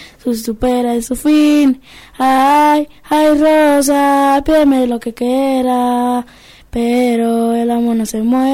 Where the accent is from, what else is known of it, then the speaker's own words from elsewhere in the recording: San Juan, Argentina; yo soy de San Juan. Soy sanjuanino.